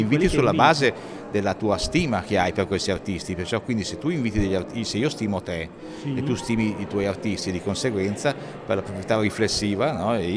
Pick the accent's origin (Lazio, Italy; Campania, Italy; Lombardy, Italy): Lombardy, Italy; Milan; now in Switzerland; Io sto in Svizzera, in Canton Ticino, ma sono milanese